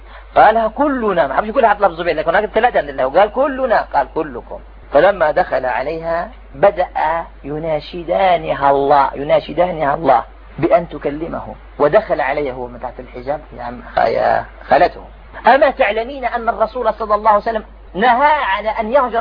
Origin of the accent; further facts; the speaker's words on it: Algeria; كان فيها أنا جزائري